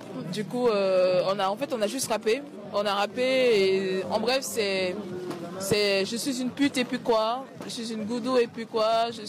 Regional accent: Cameroon; moi, je suis camerounaise. Et dans mon pays, les homos, en fait, ils vont en prison.

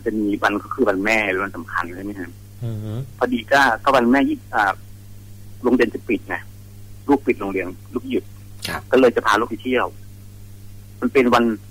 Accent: Khon Kaen, Thailand; คือเป็นคนขอนแก่นคร

